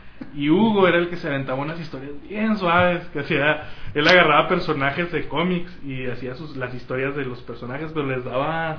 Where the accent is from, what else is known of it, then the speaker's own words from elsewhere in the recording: Mexico; Y uno como mexicano, como lector de cómics mexicano, está acostumbrado a leer cómics en colores